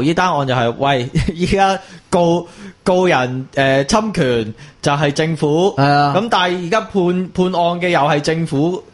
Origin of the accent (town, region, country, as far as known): Hong Kong